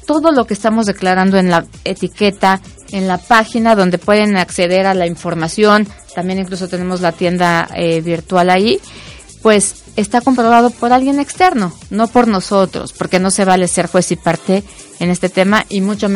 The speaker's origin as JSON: {"language": "Spanish", "country": "Mexico", "said": "Yo soy una mexicana terrenal, como cualquiera"}